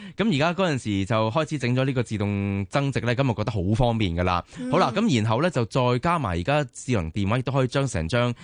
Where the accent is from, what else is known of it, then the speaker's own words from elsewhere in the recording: Hong Kong; 作为一位本地人啦，我香港人啦，